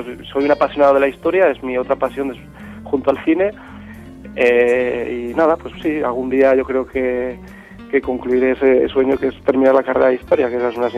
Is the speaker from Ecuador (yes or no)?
no; Pamplona, Navarre, Spain; born there; de apellido y nacimiento, como suelo decir, pero sobre todo ciudadano del mundo